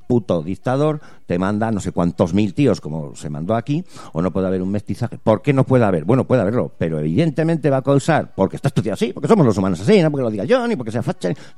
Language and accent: Spanish; Basque Country, Spain; nosotros somos vascos, aquí hubo una inmigración del 30% en su momento